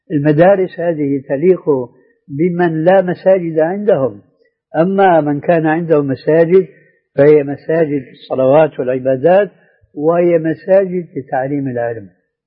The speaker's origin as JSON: {"language": "Arabic", "town": "Damascus", "region": "Damascus Governorate", "country": "Syria", "said": "كان عندنا في دمشق مروج موقوفة لرعاية الخيل"}